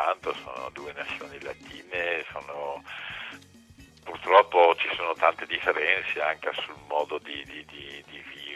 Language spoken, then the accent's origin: Italian; France; Io mi sento con la doppia identità, perché di cultura sono francese, ma come vi dicevo prima, le mie radici sono italiane